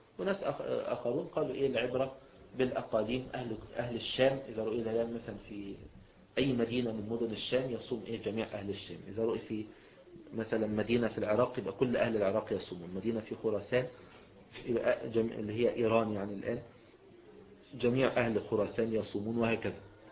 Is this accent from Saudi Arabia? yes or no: no; Egypt; مثلا السلوم مثلا عندنا في مصر